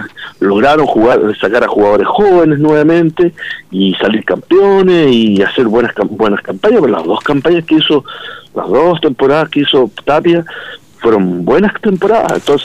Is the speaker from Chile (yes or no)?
yes; Chile; yo soy muy nacionalista, soy muy chileno.